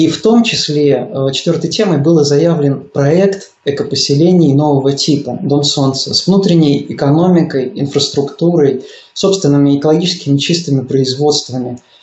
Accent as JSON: {"language": "Russian", "region": "Smolensk Oblast", "country": "Russia", "tie": "born there", "said": "Я сам родился в Смоленской области."}